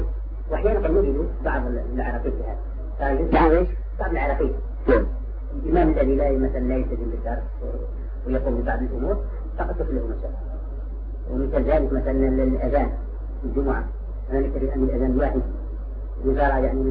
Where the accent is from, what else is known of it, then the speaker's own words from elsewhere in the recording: Algeria; لا أمر يتعلق بالعلم عندنا في الجزائر